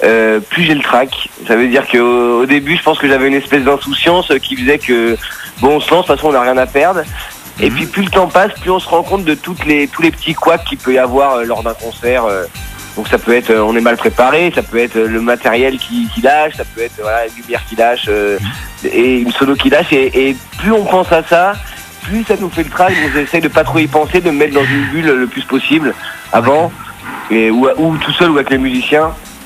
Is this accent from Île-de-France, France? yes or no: yes; Paris, Île-de-France, France; moi je suis parisien, donc c'est un peu le cœur de Paris, Ménilmontant